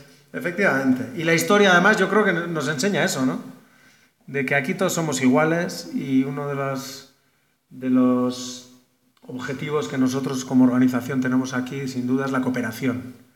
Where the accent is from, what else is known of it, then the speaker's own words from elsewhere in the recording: Basque Country, Spain; now in San Juan Chamula, Mexico; y, bueno, yo vengo del País Vasco. Y pues nada, llevo aquí ya algo más de un año entre los chiapanecos, entre en San Cristóbal y aquí en este momento en San Juan Chambó